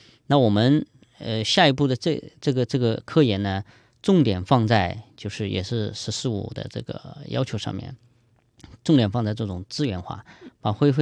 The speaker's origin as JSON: {"language": "Chinese", "region": "Jiangxi", "country": "China", "said": "我江西人"}